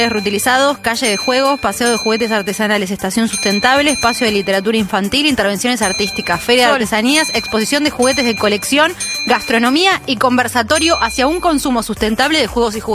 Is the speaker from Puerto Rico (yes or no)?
no; Argentina; Nosotros aspiramos la S. Nosotros pero, como argentinos, pero, o sea, nuestra manera de hablar.